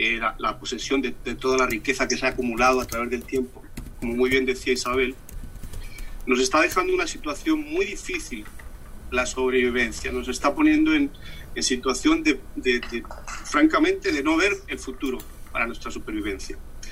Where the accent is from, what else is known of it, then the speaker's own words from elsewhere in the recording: Spain; now in Miami, United States; vivo en Miami, en Estados Unidos. Soy español, de todas formas, llevo mucho tiempo viviendo aquí.